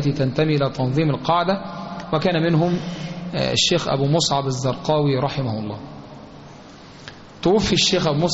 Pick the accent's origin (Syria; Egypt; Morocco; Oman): Egypt; سواء ما يحدث في بلادنا مصر أو ما يحدث في البلاد المجاورة لنا